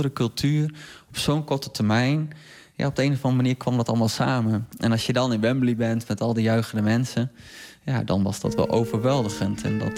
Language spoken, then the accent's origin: Dutch; Netherlands; Ik denk dat wij als Nederlanders hebben een hele mooie voetbalcultuur.